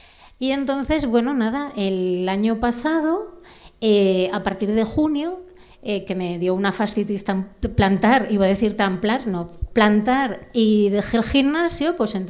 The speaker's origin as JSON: {"language": "Spanish", "town": "Langreo", "region": "Asturias", "country": "Spain", "said": "yo os he contado que vengo desde Caborana, pero yo soy de Langreo."}